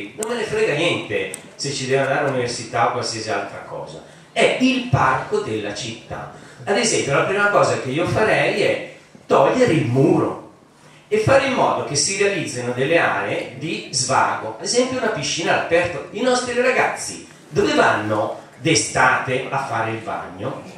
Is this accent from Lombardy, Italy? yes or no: yes; Oggiono, Lombardy, Italy; Io vengo dall'Oggione